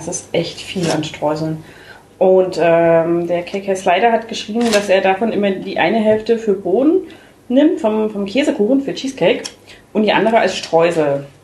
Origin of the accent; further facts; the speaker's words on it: East Germany, Germany; Aber so ist das halt bei uns in der DDR gewesen, ne?